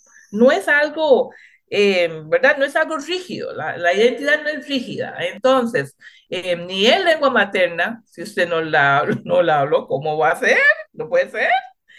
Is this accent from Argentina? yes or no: no; Limón, Costa Rica; first language Limonese Creole; Spanish is a second language; yo hablé criolla antes de hablar español. ¿Verdad? Porque nací en Limón, nací de unos padres que no hablaban español